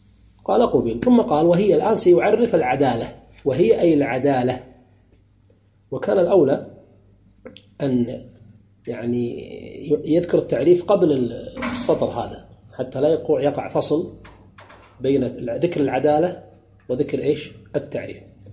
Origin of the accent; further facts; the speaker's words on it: Kuwait; مثلا ككويتيين ليس من المروءة أن تدخل العرس بثوب بدون لا تغطي رأسك